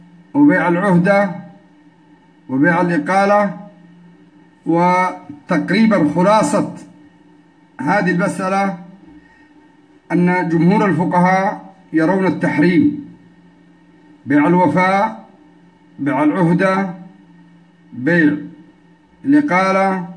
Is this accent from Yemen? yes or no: yes; Yemen; يعني عندنا في اليمن في جميع البلدان في جميع المناطق معمول به